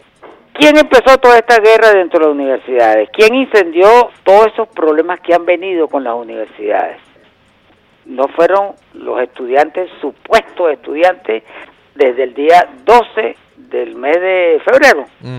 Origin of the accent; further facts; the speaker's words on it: Venezuela; lo que nosotros tenemos que ver como venezolanos